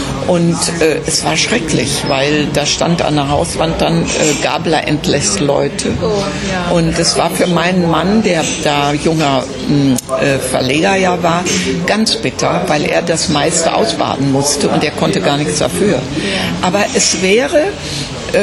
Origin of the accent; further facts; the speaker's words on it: North Rhine-Westphalia, Germany; und ich bin Westfälin